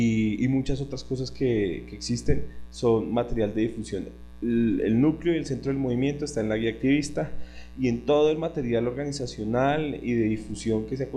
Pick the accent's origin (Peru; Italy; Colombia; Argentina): Colombia; Bogotá; Soy de Bogotá, participo en varios equipos de trabajo, el de difusión, el equipo web